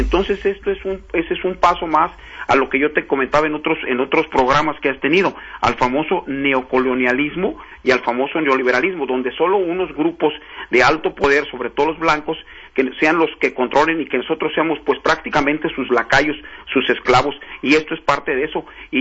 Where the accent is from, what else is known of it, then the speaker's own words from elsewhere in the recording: Mexico; somos nosotros los mexicanos que vivíamos en el sur de los Estados Unidos